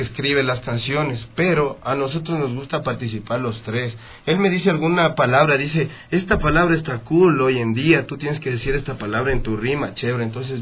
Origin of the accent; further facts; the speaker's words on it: Ecuador; lo más lindo para uno como artista ecuatoriano es ser reconocido